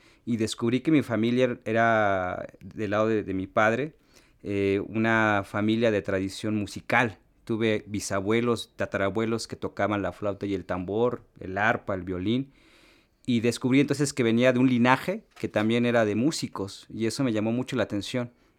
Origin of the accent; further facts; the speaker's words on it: Tenejapa, Chiapas, Mexico; de Tenejapa. Yo tengo actualmente 32 años, nací en el ejido de Matzam en Tenejapa, es un paraje de este municipio.